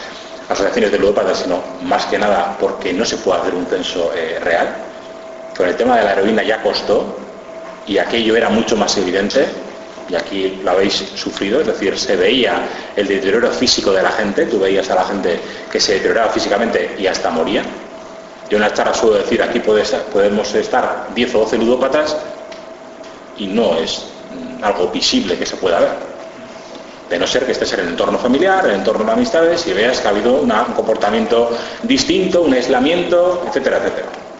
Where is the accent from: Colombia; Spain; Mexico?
Spain; Basque Country; yo que vengo de Ezkerraldea y Meatzaldea, que tenemos un 15 o un 18% de paro